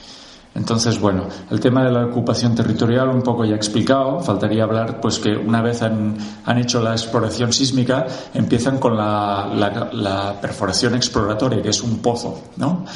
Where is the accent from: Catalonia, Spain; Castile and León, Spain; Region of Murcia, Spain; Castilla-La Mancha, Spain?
Catalonia, Spain; Reus; yo soy de Reus, puedo decir que soy también un afectado de Repsol, ¿eh? Desde que nací veía esas chimeneas de la petroquímica ardiendo.